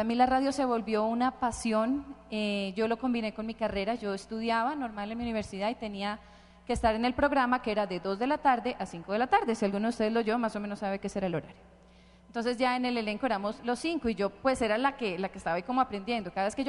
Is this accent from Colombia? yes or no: yes; Bogotá, Colombia; yo soy de aquí de Bogotá.